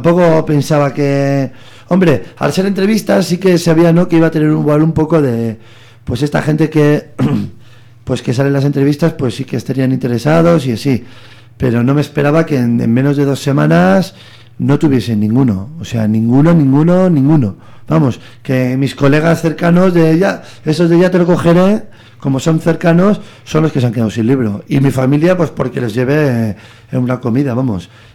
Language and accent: Spanish; Bilbao, Basque Country, Spain; Y siendo un bilbaíno